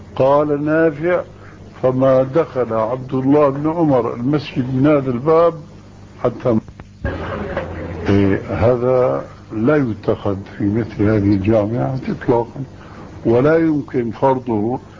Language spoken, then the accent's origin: Arabic; Syria; الدخول إلى غرفة التدريس يسمى عندنا في سوريا بالصف